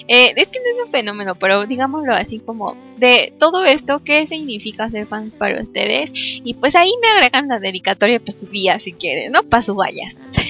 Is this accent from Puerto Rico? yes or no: no; Mexico; yo soy de México